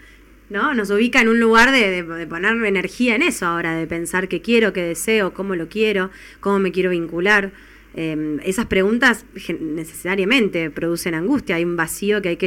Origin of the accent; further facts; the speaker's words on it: Buenos Aires, Argentina; born there; Yo soy porteña de nacimiento